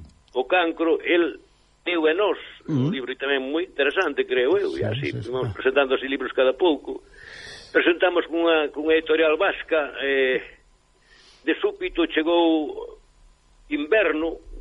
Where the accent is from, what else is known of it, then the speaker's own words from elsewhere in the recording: Mariz, Galicia, Spain; na miña parroquia, que se chama Mariz, ao lado de Chantada